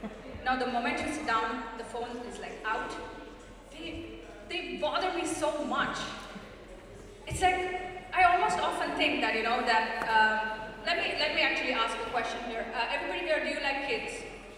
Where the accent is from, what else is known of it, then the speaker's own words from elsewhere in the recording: India; now in Netherlands; I'm so Dutch that I've actually started to use Kopzegels. And of course, I'm millennial and I'm Indian